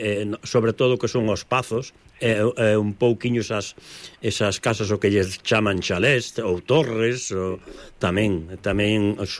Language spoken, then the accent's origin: Galician; Galicia, Spain; now in Barcelona, Spain; os galegos que estamos en Barcelona.